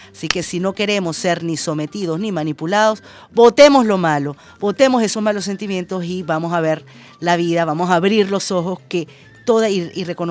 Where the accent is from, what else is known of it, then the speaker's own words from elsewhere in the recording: Venezuela; que tomemos nosotros como venezolanos y venezolanas los medios de producción